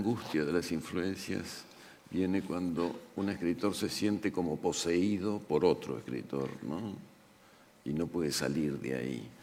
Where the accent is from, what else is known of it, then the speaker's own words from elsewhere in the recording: Argentina; para los argentinos, que somos tan argentinos, lamentablemente